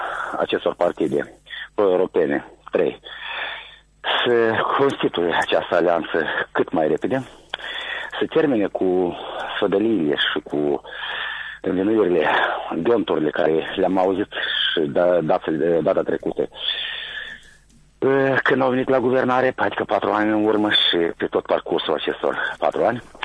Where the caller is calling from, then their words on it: Căușeni, Căușeni District, Moldova; de la Căușeni.